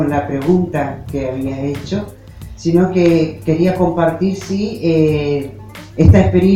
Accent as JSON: {"language": "Spanish", "town": "Barranqueras", "region": "Chaco", "country": "Argentina", "said": "que soy de Barranqueras, que es una parte donde está hecho el trabajo"}